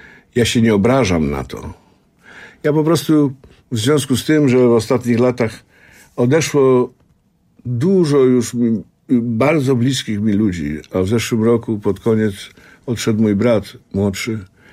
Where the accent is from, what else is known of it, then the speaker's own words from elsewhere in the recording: Silesian Voivodeship, Poland; now in Warsaw, Poland; ja tutaj jako młody chłopiec przyjechałem z mojej małej ojczyzny, ze Śląska, zdobyć świat.